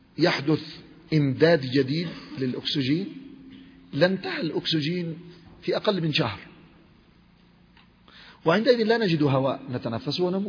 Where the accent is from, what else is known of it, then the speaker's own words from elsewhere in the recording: Yemen; حصل حادث مؤلم في بلادي اليمن.